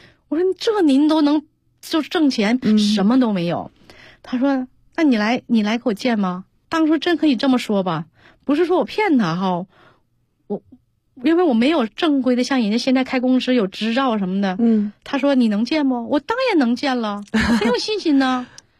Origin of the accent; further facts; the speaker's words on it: Anshan, Liaoning, China; 从云居滑雪场做到了我的老家鞍山滑雪场